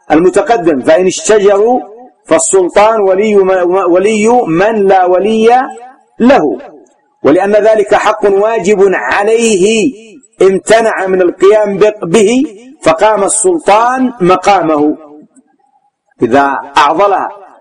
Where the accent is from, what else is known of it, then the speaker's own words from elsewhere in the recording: Yemen; لكن غالبا النساء ما تتجرع عندنا في اليمن